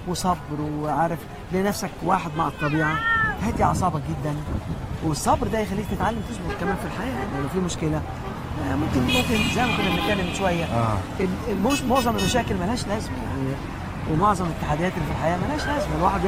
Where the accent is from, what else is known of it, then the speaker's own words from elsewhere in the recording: Alexandria, Alexandria Governorate, Egypt; اسكندراني الحقي اما بحري يا اما كنوس، اما بحري يا اما كنوس. فاحنا هي دي منطقه بحري